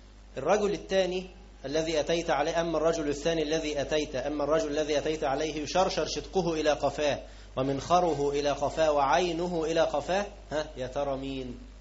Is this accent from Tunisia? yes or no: no; Egypt; لكن عندنا احنا كمصريين خليناها ايه، يعني ما تعملش